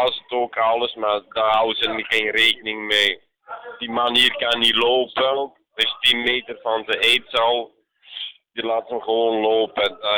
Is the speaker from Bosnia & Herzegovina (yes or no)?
yes; Bosnia & Herzegovina; Dutch is a second language; moved away; En ik kom van Bosnië, die anderen komen van Armenië, Tsjetsjenië komen, Georgië, van Arabië, hebben ze verschillende landen.